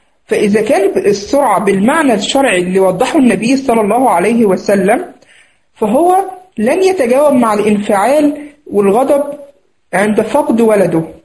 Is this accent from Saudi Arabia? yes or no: no; Egypt; زي ما بنقول عندنا في مصر هنا، مفيش حد يغلبه